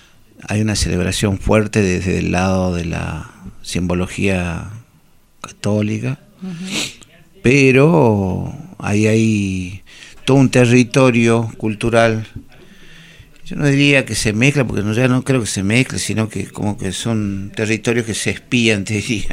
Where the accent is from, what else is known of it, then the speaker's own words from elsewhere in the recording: Jujuy, Argentina; yo soy de Jujuy, pero mi familia toda viene de Bolivia y de Perú o alguna parte, que nunca sabré bien todo, pero fueron bajando